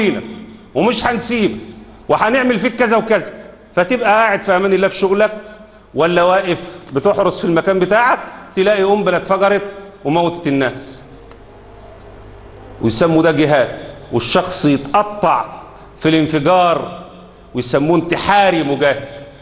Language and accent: Arabic; Egypt; كلمه العامه البسطاء اللي عندنا في مصر